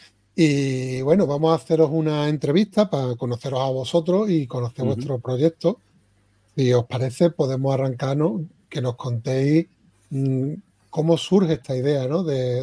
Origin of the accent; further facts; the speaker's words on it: Spain; soy autores españoles